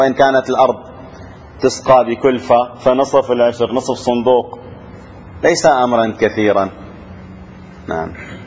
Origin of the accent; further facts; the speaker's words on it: Syria; عندنا في الشام بالعامية شو بيقول له